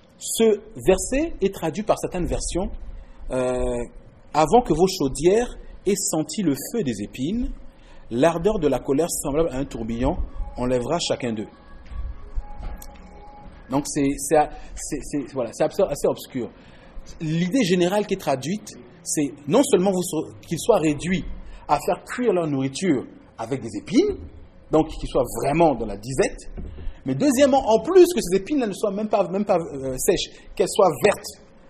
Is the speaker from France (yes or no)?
no; Quebec, Canada; douter de notre capacité, notre en tant que Québécois, à se révolter.